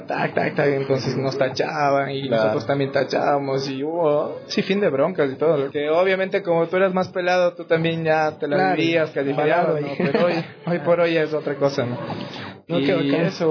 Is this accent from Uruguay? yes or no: no; Quito, Pichincha, Ecuador; por eso soy de la Vicentina.